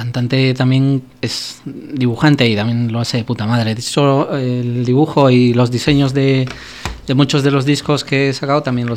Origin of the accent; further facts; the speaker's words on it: Arequipa, Peru; No, yo soy de Arequipa, que está al sur.